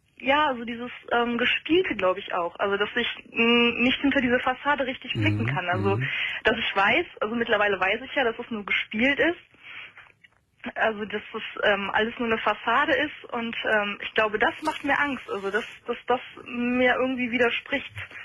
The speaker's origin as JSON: {"language": "German", "region": "Rhineland", "country": "Germany", "said": "Ich bin aus dem Rheinland, ja"}